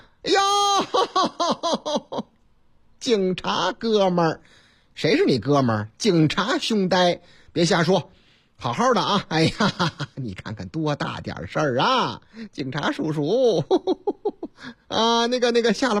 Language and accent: Chinese; Zhengzhou, Henan, China; 你听这个口音还听不出来吗？我老家河南郑州，啊，不是我那个唯一的老家，哎，我老家多